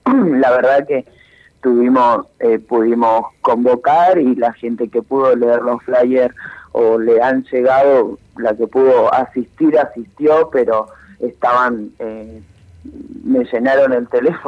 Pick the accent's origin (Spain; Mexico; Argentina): Argentina; Olavarría, Buenos Aires Province; now in Buenos Aires, Argentina; yo soy de Olavarría, hace 3 años que estoy en Buenos Aires